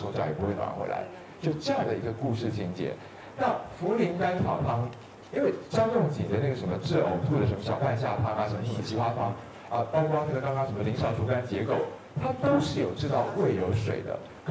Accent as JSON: {"language": "Chinese", "country": "Taiwan", "said": "而且我们台湾人会说，感冒的时候不但一体的社区量要大"}